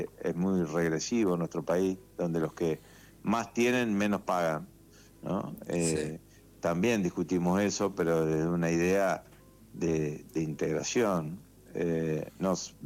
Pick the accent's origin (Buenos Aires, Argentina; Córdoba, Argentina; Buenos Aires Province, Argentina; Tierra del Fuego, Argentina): Córdoba, Argentina; Jovita; es de mis tíos, se lo alquilo a mis tíos, era una estancia, La Juanita se llamaba, al sur de Córdoba, en Jovita, mi pueblo.